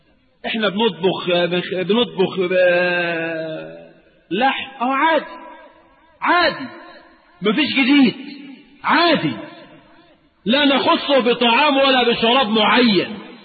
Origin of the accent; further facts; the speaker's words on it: Egypt; احنا عندنا كمصريين عاشوراء ده موسم